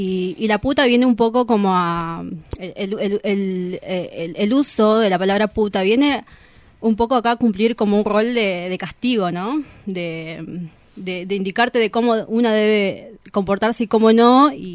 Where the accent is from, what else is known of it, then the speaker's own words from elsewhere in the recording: Bolivia; now in Argentina; De Bolivia.